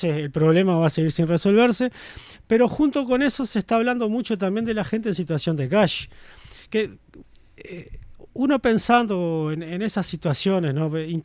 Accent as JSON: {"language": "Spanish", "region": "Maldonado", "country": "Uruguay", "said": "Como soy de Maldonado y conozco más"}